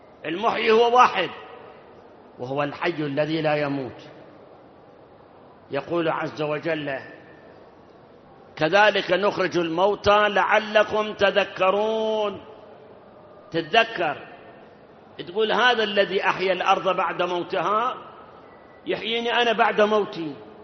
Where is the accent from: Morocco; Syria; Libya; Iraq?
Iraq; وأما أكو بعض البلاد، بلاد حتى عندنا بالعراق غير الملح ما بيها شيء